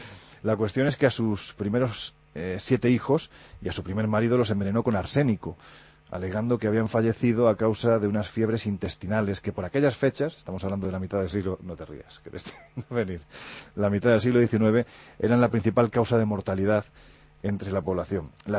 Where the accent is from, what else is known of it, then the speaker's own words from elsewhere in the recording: Andalusia, Spain; Yo que soy andaluz con muy poca gracia